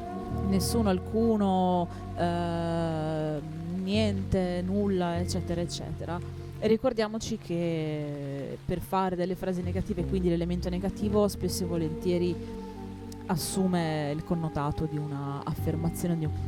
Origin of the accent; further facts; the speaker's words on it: Emilia-Romagna, Italy; per me da Emiliano